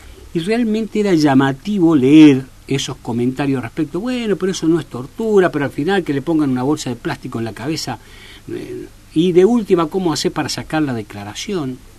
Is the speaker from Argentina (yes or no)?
yes; Argentina; siempre digo que me siento orgulloso como argentino de que mi país, que Argentina